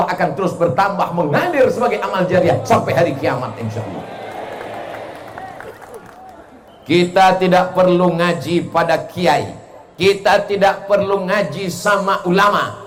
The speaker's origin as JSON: {"language": "Indonesian", "region": "Riau", "country": "Indonesia", "said": "Padahal saya orang Melayu, bukan Melayu yang lari itu. Saya ini dari Sumatera, orang Riau, Melayu."}